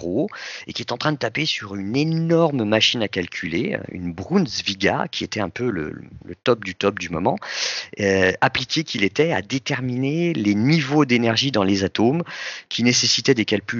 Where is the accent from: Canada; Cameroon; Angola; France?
France; Nous, en France, on ne savait pas qui c'était.